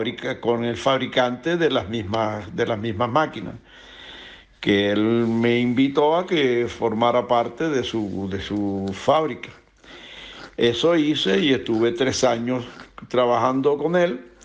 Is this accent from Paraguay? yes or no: no; Venezuela; moved away as an adult; now in Canary Islands, Spain; yo realmente estoy aquí en Canarias actualmente, por cuanto yo salí de Venezuela rumbo a Nueva York a visitar a mi hija y mis nietos